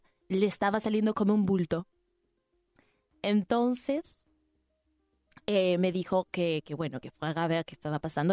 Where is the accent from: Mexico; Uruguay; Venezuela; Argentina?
Uruguay; also born or lived in France; No, no, yo en verdad soy uruguaya, pero me fui a vivir a Francia y viví muchos años en Francia y después volví hace 10 añitos.